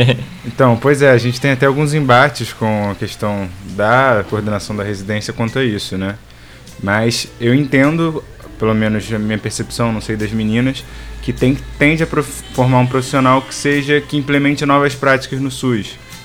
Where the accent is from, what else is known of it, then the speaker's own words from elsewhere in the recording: Rio de Janeiro, Brazil; a gente vem do Rio de Janeiro, né? Eu venho do Rio de Janeiro, sou carioca.